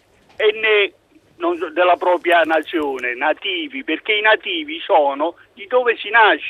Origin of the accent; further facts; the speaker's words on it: Campobasso, Molise, Italy; now in Reggio Emilia, Italy; e quindi io sono di Campobasso, nativo, sì, di Campobasso